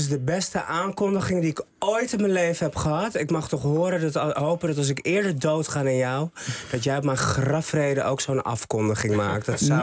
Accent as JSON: {"language": "Dutch", "town": "Haarlem", "region": "North Holland", "country": "Netherlands", "tie": "born there", "said": "Ik ben geboren in Haarlem. Ik ben een echte mug, hart en nieren."}